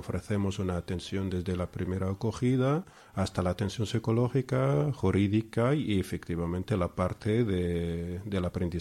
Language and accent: Spanish; Beni Mellal, Béni Mellal-Khénifra, Morocco; now in Spain; Yo vivía en Marruecos, en una ciudad que está entre Fez y Marrakech, que se llama Benimalal. Es una ciudad montañosa, una ciudad muy bonita, y es una ciudad tipo Córdoba.